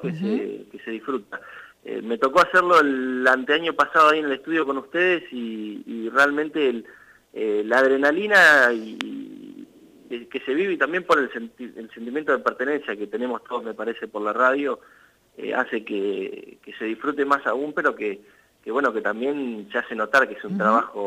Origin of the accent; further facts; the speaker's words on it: Macachín, La Pampa, Argentina; now in Santa Rosa, Argentina; Yo soy de Macachín, uh-huh. Sí, estoy viviendo hace unos 8 años ya acá en Santa Rosa. Uh-huh. Vine para estudiar